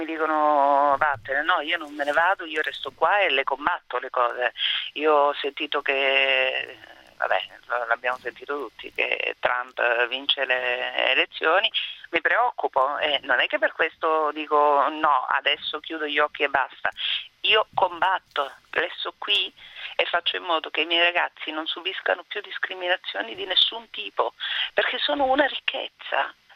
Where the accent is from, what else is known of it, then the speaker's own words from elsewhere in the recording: Sicily, Italy; moved away as an adult; Sono fiera di essere siciliana